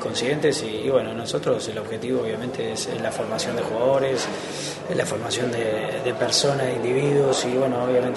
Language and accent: Spanish; Uruguay; Pero obviamente somos uruguayos